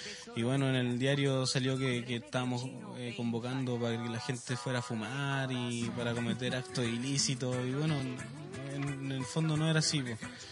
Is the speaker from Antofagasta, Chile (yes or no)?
yes; Calama, Antofagasta, Chile; now in Iquique, Chile; yo no soy quiqueño, yo vengo de Calama. Yo llegué acá a estudiar